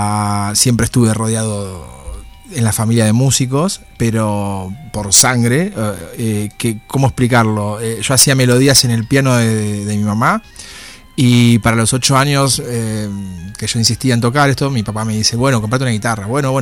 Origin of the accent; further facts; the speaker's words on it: La Plata, Buenos Aires Province, Argentina; Paso por una banda importante en mi ciudad natal de La Plata